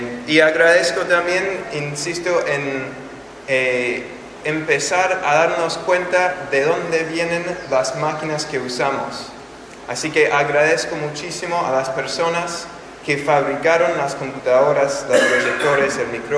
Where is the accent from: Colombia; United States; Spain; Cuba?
United States; the South; Spanish is a second language; Vengo desde el sur de Estados Unidos. Esto ya es mi cuarta vez en Argentina.